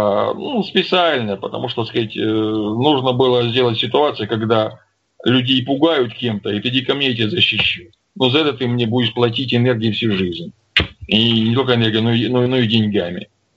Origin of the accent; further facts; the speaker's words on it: Don, Russia; Я русский человек, я казак донской, я жить хочу. Мне тут нравится.